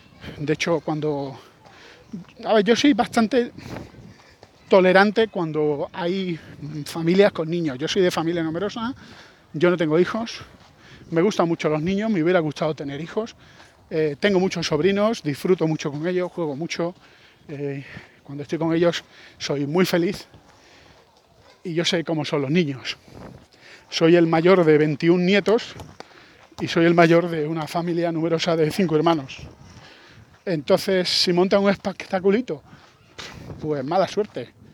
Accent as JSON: {"language": "Spanish", "country": "Spain", "said": "yo soy español"}